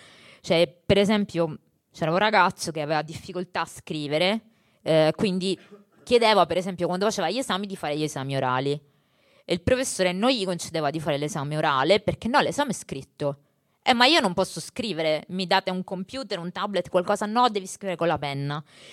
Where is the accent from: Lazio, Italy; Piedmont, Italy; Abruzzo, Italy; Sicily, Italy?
Sicily, Italy; Io vengo dalla Sicilia